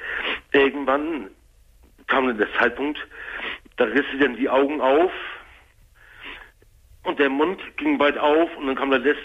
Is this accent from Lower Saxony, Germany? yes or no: no; Hamburg, Germany; Weil das ist eine Katastrophe hier gewesen in Hamburg. Ich komme aus Hamburg.